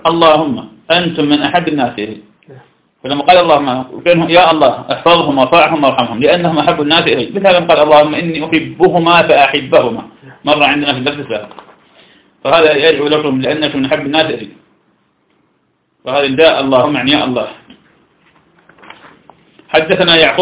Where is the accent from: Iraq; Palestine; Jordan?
Iraq; فلم عندنا في العراق